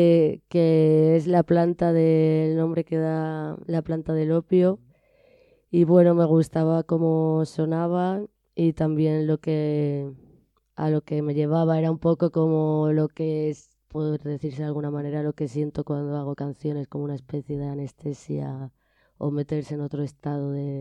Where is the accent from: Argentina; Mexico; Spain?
Spain; Alicante, Valencian Community; now in Madrid, Spain; Sí, soy de Alicante, nací allí. Y me vine a Madrid muy jovencita